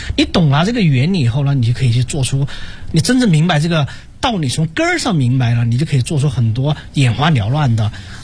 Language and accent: Chinese; Guizhou, China; 比如说我是从贵州来的，那贵州你就会发现他的这个那儿呢吃饭他的口味，他喜欢吃辣的